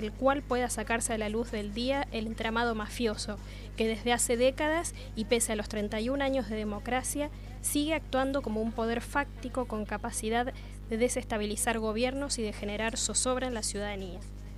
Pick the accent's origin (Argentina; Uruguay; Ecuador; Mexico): Argentina; somos mayoría los argentinos que hemos aprendido que los problemas de la democracia solo se resuelven con más democracia